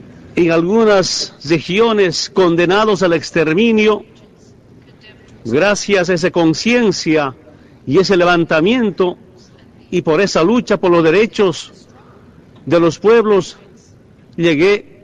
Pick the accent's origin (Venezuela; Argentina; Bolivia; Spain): Bolivia; en representación de mi pueblo, de mi patria, Bolivia, y especialmente del movimiento indígena